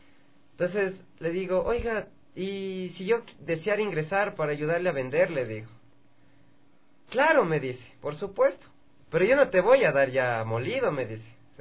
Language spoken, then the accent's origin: Spanish; Quito, Pichincha, Ecuador; born there; Claro, o sea, yo nací aquí en Quito. Por parte de mi papá, mi familia es lojana.